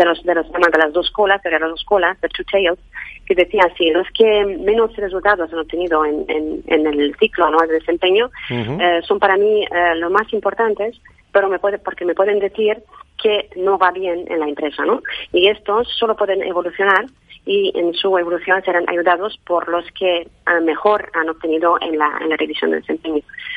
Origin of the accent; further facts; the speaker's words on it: Romania; Spanish is a second language; Tengo un acento pequeño porque vengo de Rumanía, y trabajé en muchos países.